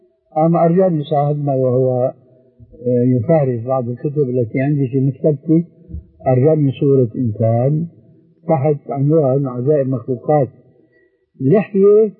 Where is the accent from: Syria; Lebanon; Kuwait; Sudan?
Syria; حتى يصير اللهي كما يقولون عندنا في الشام